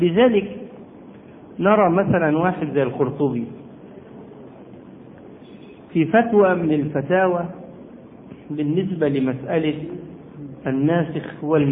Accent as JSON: {"language": "Arabic", "country": "Egypt", "said": "وكان زمان عندنا في مصر هيئة كبار العلماء"}